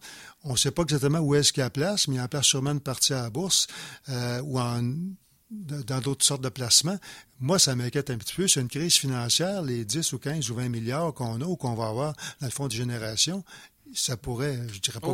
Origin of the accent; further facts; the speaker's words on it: Quebec, Canada; parce que je suis Québécois, c'est le gouvernement du Québec